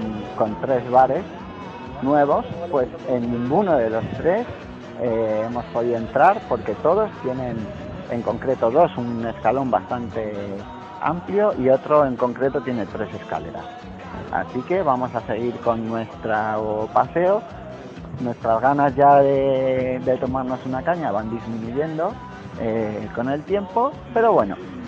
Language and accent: Spanish; Spain; nosotros como buenos españoles queremos una caña